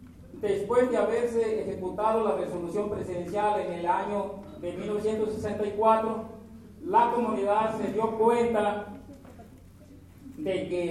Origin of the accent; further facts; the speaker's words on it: Santa María Ostula, Michoacán, Mexico; nosotros los compañeros que vinimos de la comunidad de Santa María Oscura